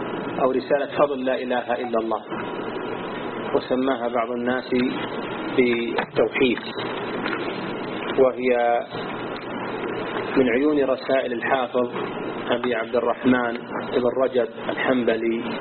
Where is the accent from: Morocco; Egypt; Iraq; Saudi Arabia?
Saudi Arabia; Najd; التي عثرت عليها عندنا في نجد